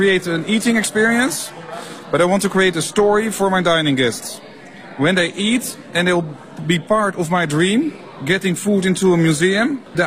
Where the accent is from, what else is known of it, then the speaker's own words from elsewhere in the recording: Netherlands; English is a second language; now in China; I'm from Holland.